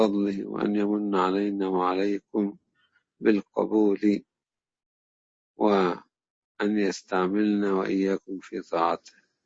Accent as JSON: {"language": "Arabic", "country": "Egypt", "said": "أنا أتذكر أيام أن كنا في معهد القراءات عندنا في مصر،"}